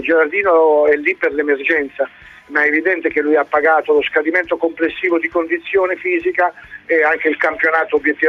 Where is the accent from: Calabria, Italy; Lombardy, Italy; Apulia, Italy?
Apulia, Italy; Foggia; Poi lo dice, dice a me che vengo da Foggia, penso un po'.